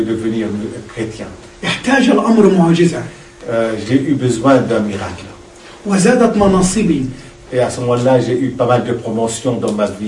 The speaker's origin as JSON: {"language": "French", "country": "Egypt", "said": "Ma sœur était chez nous en Égypte trois mois plus tôt."}